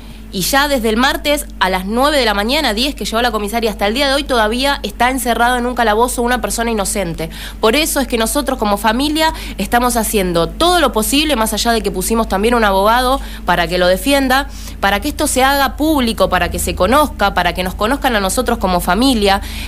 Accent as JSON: {"language": "Spanish", "town": "San Justo", "country": "Argentina", "said": "Nosotros somos de San Justo."}